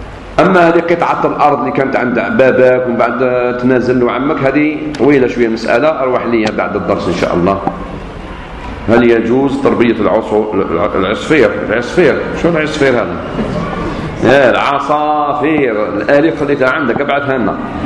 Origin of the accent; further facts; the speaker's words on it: Algeria; خاصة بعد الاستقلال كان عندنا في الجزائر الدروس المسائية